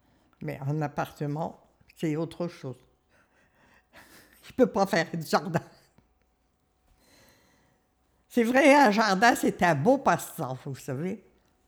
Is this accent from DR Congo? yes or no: no; Saint-Michel-sur-Ternoise, Hauts-de-France, France; born there; 27 juillet 1929. Également, je suis née à Saint-Michel-sur-Ternoise. Ça touche à Saint-Paul.